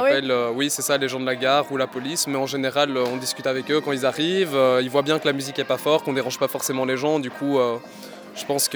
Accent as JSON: {"language": "French", "town": "Wavre", "region": "Walloon Brabant", "country": "Belgium", "said": "moi je viens pas de Bruxelles par exemple. Je suis des environs de Wavre"}